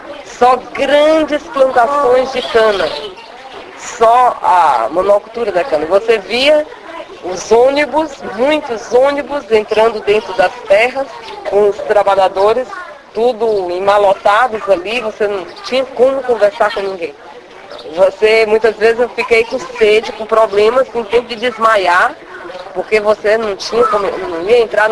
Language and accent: Portuguese; Northeast Region, Brazil; E para nós que viemos do Nordeste, do campo, nos amedrontou muito, buliu muito com a gente.